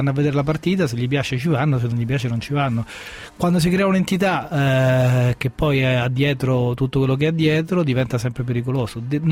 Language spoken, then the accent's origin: Italian; Rome, Lazio, Italy; Ma io sono di Roma